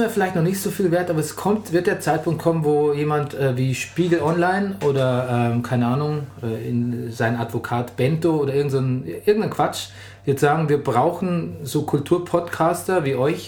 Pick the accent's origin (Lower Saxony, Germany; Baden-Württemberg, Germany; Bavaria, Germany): Bavaria, Germany; weil ich würde eigentlich als Bayer sagen, der Robert.